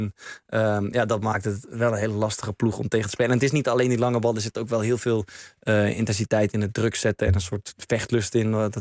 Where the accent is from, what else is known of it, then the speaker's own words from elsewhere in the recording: Netherlands; We houden daar ook van als Nederlanders.